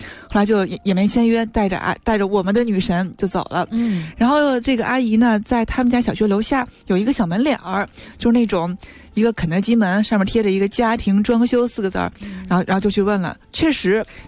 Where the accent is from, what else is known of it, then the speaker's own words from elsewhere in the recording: Tianjin, China; 因为我是天津人嘛